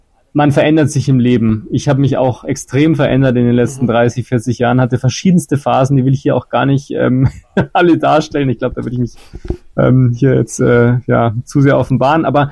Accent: Munich, Bavaria, Germany; Also auch weil natürlich hier in München mehr geboten wird, was das angeht. Aber natürlich auch, weil ich hier halt trotzdem meine Heimat halt auch habe und ich ein grundsätzlich sehr heimatverbundener Mensch bin

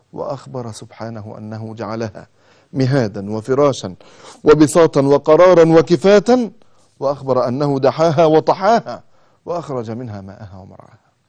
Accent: Egypt; مواصلة صغيرة عندنا في مصر اسمها توك توك

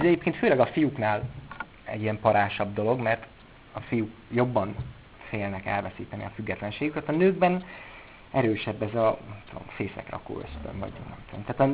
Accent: Budapest, Hungary; also born or lived in Miskolc; És én budapesti vagyok, sőt, előtte Miskolci voltam

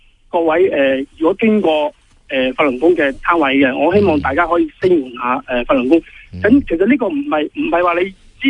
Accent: Hong Kong; 我哋作为香港人咧，一定要企出嚟咯。

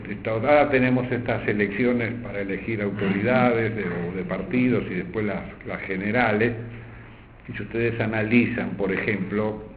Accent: Argentina; es nuestro deber como católicos y como argentinos.

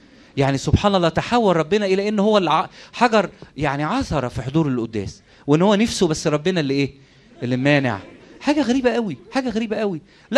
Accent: Egypt; ده احنا كمصريين ما عندناش قيمة للوقت الحقيقة

